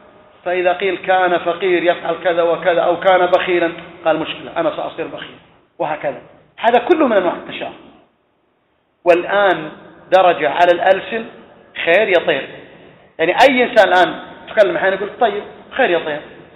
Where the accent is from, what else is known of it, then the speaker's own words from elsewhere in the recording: Saudi Arabia; وقد كان في بعض الأماكن عندنا في السعودية في المنطقة